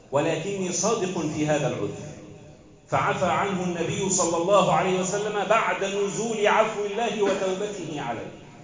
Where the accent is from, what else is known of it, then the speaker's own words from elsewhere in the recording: Egypt; بلدنا مصر